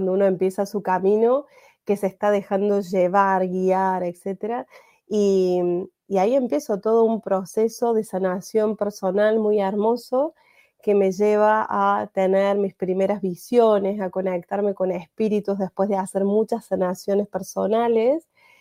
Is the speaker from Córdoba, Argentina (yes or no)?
yes; Córdoba, Argentina; empiezo de cero a los 40 años en la Argentina, en Córdoba, que es de donde soy.